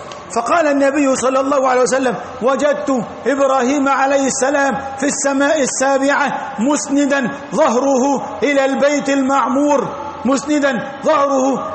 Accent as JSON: {"language": "Arabic", "country": "Egypt", "said": "والطور هو الجبل الذي عندنا في مصر الذي كلم الله عليه"}